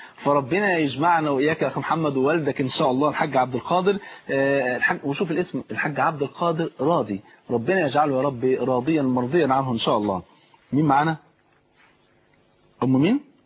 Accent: Egypt; عندنا في مصر يقول لك ثلاث سنين وتبقى زي الفل.

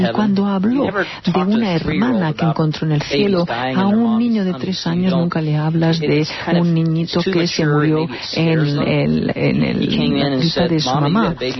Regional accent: Imperial, Lima, Peru; mis padres se las arreglan para que en Imperial, mi pueblo, yo siga siendo un niño normal

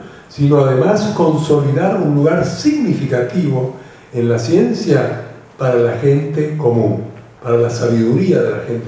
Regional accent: Argentina; Los que somos de Argentina sabemos lo que nos está pasando con el dengue en este momento.

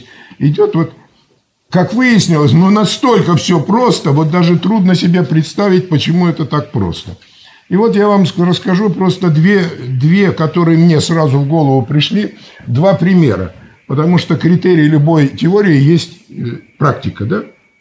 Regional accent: Siberia, Russia; У нас всегда в Сибири, я сам сибиряк

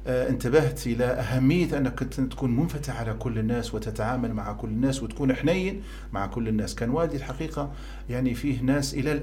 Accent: Benghazi, Libya; فالبيئة اللي تربيت فيها في بنغازي

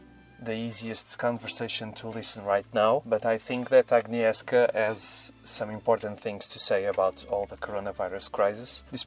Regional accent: Portugal; I'm from Portugal

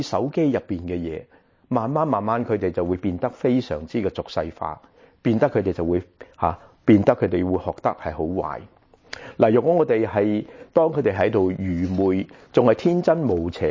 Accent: Guangdong, China; 我们广东人说招积

